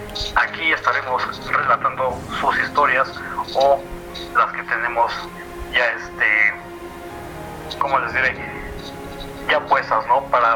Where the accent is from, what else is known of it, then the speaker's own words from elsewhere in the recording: State of Mexico, Mexico; Pues estamos aquí, soy del Estado de México